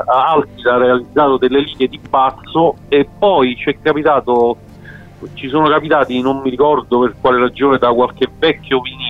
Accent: Formia, Lazio, Italy; Formia, che è tra Roma e Napoli

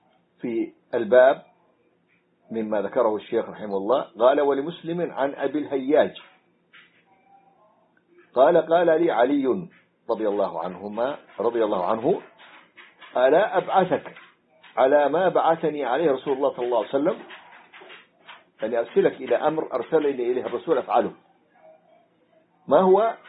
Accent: Hadramaut, Yemen; رأيتها صورة أحد الدجاجلة عندنا في حضرموت

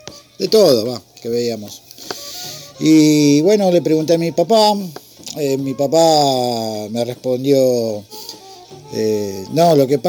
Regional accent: Remedios de Escalada, Buenos Aires Province, Argentina; soy de Escalada.

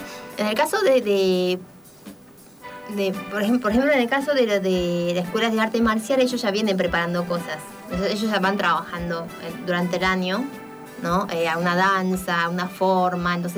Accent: Taiwan; uno como taiwanés siente que nos puede representar. O sea, por eso estoy acá, hablando de cultura china, pero yo soy de Taiwán

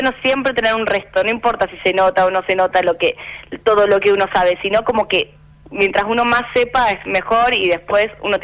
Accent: Rosario, Santa Fe, Argentina; now in Buenos Aires, Argentina; Yo soy de Rosario, entonces me vine a vivir a Buenos Aires a estudiar guitarra.

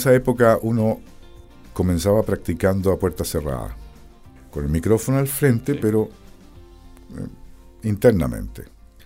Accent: Valdivia, Los Ríos, Chile; Mi tierra, mi patria.

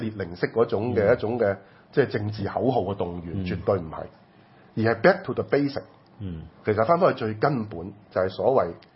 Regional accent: Hong Kong; 每一個人我們在香港成長所受的教育

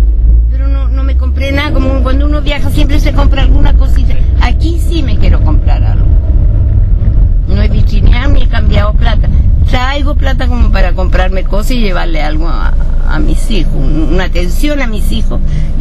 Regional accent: Chile; also born or lived in Germany; Yo nací en Alemania, pero me crié, me eduqué en Sudamérica, por no decirte Chile. Chile.

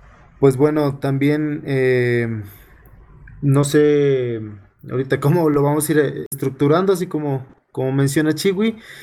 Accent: San Cristóbal de las Casas, Chiapas, Mexico; born there; also born or lived in Morelos / Mexico City; yo ahora estoy radicando en la ciudad de San Cristóbal de las Casas, Chiapas. Para los que no saben, es mi ciudad natal, muchos me conocieron entre Morelos y DF, pero ahora estoy aquí

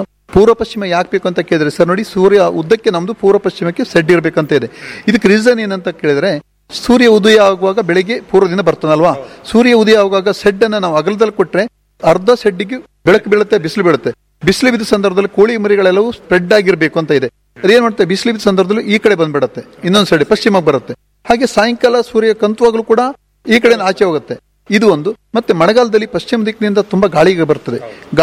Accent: Karki, Karnataka, India; now in Manki, India; ಮೂಲತಃ ನಾನು ಮಾಡಿದ್ದು ಕರ್ಕಿಯಲ್ಲಿ, ಕರ್ಕಿ ಪಾವಿನ್ಕುರ ನನ್ನ ಮೂಲ ಅವರು. ಈಗ ನಾನು ಇರೋದು ಮಂಕಿ ಚಿತ್ತಾರ ಅಂತ ಸರಿ ಬಂದಿದ್ದು. ಇಲ್ಲಿ ಬಂದು 11-12 ವರ್ಷ ಆಯಿತು.

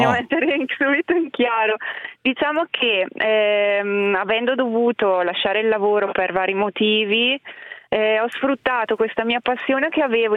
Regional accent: Muscoline, Lombardy, Italy; io sono salodiana e sono di Muscolino, una ridente cittadina di 2000 anime, che è ancora peggio di Gavardo.

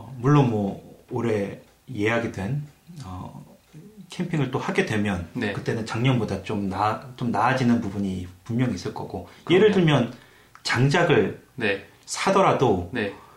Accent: South Korea; 저 이제 한국 사람이다 보니까

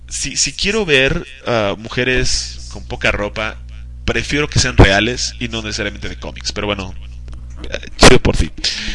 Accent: Lebanon; Muchísimo, soy libanés, o sea, tengo cabello por todas partes de mi cuerpo, déjame decirte.

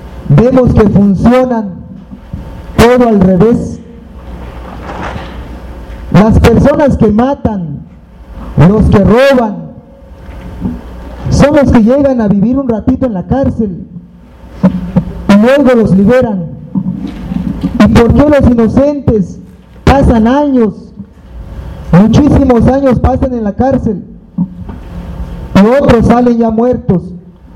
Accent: El Bosque, Chiapas, Mexico; Vengo del pueblo del Bosque

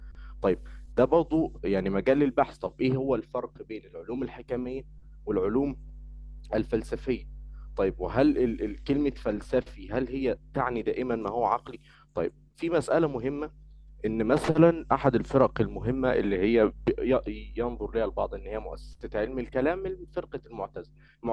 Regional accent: Egypt; من مصر وطالب في أو يعني اتخرجت من كلية اقتصاد وعلوم سياسية جامعة القاهرة.

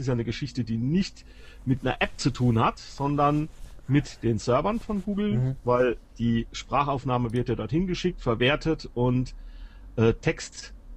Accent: Germany; ich bin ein Deutscher und ich möchte es gerne in Deutsch haben.

